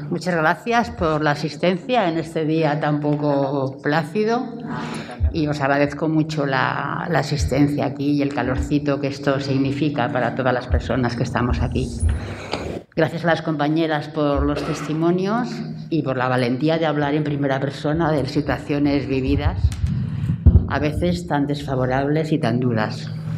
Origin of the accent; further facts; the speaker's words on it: Barcelona, Catalonia, Spain; now in Granada, Spain; Yo vengo de Barcelona. He estado toda mi vida laboral en Cataluña y, en fin, yo no conocía Granada.